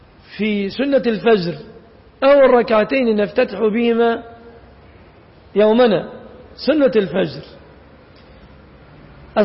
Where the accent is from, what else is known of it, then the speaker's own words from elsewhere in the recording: Egypt; وهذا الذي يفعل الآن في بلادنا مصر